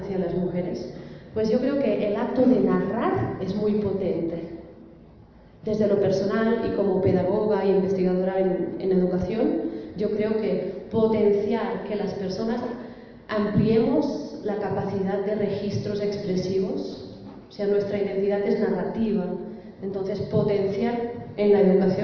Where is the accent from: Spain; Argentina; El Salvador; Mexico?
Spain; Barcelona, Catalonia; now in Colombia; Yo, por ejemplo, llevo ya 4 años viviendo en Colombia, soy catalana, de Barcelona